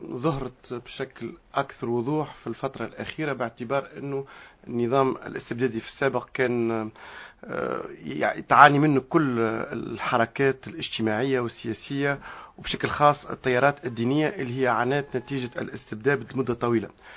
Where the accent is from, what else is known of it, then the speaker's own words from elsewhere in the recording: Tunisia; لكن هذا أنا اليوم كتونسي